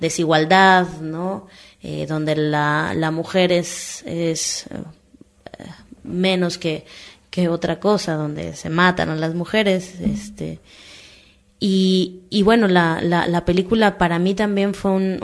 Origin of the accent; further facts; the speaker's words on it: Mexico; Pero a la vez también como mexicano